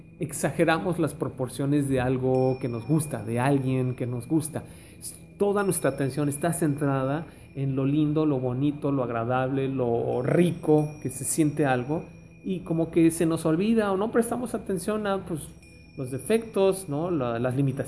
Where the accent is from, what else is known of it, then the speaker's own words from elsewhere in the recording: Mexico City, Mexico; los que venimos del DF sufrimos algo terrible en el 85